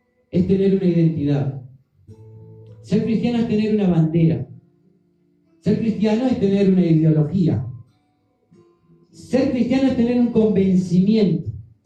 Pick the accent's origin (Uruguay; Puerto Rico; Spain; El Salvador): Uruguay; Nosotros somos uruguayos. Aquí, en nuestro país, hay mucha gente que no es uruguaya.